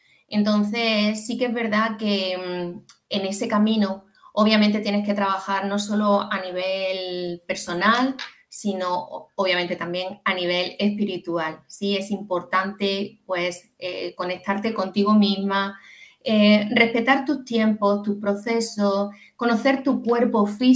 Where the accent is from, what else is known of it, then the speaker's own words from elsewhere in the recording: Andalusia, Spain; como se dice en mi tierra, en Andalucía, en el 15.